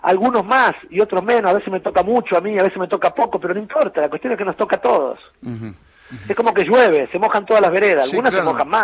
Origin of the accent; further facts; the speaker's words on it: Buenos Aires, Argentina; born there; now in Villa Carlos Paz, Argentina; yo nací en Capital Federal, pero me vine a vivir a Carlos Paz en el 99, hace 15 casi, uh-huh. perdón, 16.